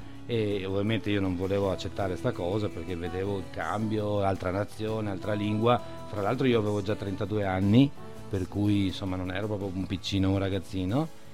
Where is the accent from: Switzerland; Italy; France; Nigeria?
Italy; Mestre, Veneto; also born or lived in Barcelona, Spain; now in San Donà di Piave, Italy; da dove vengo? Da Mestre, Venezia. Adesso vivo a San Donà da un paio d'anni, da quando sono tornato da Barcellona dopo 11 anni.